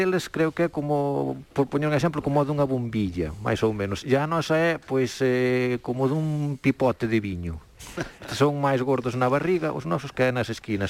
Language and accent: Galician; Santa Marta, Galicia, Spain; Parroquia de Río Torto, sí, unha parroquia de Río Torto.